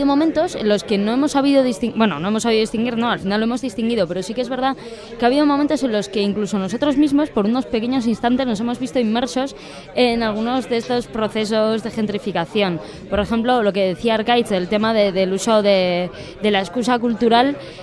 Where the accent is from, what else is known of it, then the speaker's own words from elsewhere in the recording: Bilbao, Basque Country, Spain; somos de Bilbao y en realidad Bilbao en estos momentos está como empezando a vivir muy los inicios